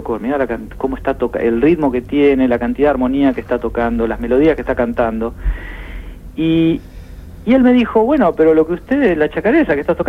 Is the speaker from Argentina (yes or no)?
yes; Pergamino, Buenos Aires Province, Argentina; yo soy de Pergamino, así que ahí canté muchísima música folclórica.